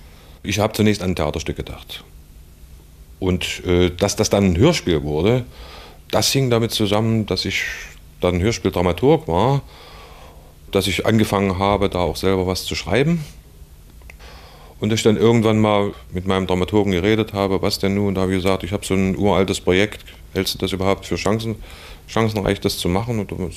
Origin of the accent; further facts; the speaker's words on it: Harz, Germany; Also ich stamme aus dem Südharz im weiteren Sinne